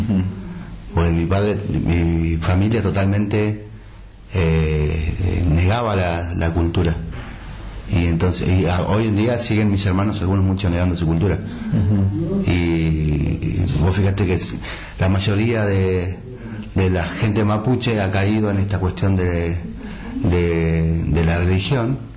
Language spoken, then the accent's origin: Spanish; Pilcaniyeu, Río Negro, Argentina; born there; now in El Bolsón, Argentina; Pilcanilleu. Pilcanilleu queda... cerca de Bariloche, más o menos, 60 kilómetros, Bariloche, línea sur, más o menos.